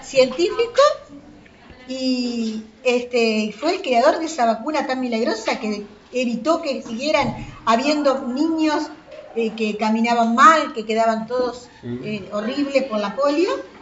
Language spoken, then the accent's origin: Spanish; Uruguay; ahora es el momento de demostrar lo inteligentes que somos los uruguayos.